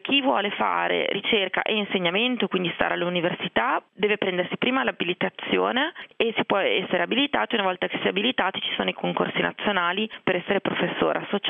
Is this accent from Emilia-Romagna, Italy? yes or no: no; Genoa, Liguria, Italy; perché io vengo da Genova, i genovesi sono un po' orsi